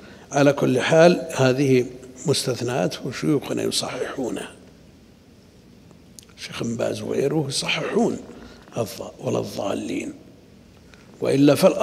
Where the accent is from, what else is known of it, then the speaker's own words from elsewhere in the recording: Najd, Saudi Arabia; سيما عندنا في نجد كثير بما في ذلك بعض طلاب العلم يقرؤون هكذا